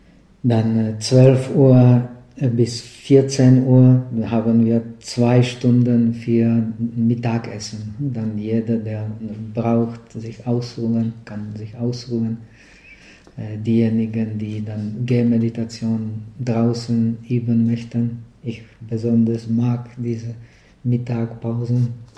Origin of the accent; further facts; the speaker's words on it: Czechia; German is a second language; Naja, ich bin ja ein Tscheche